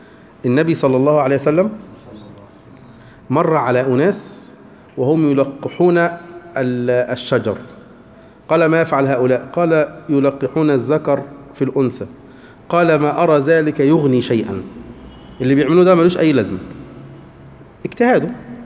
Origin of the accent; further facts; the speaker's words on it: Egypt; هو على فكرة حيوان مش موجود عندنا في مصر